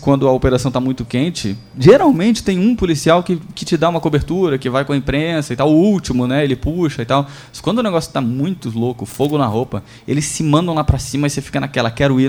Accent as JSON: {"language": "Portuguese", "region": "Rio de Janeiro", "country": "Brazil", "said": "Mas, assim, gente, eu sou do Rio, então eu já fiz essas matérias de invadir morro, tiroteio."}